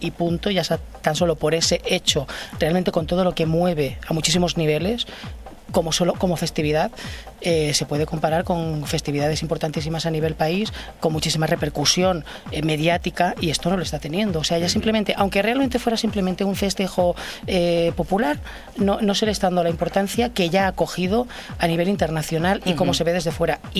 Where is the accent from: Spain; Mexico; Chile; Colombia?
Spain; Figueres, Catalonia; porque yo no soy madrileño, vengo de Figueras, de Cataluña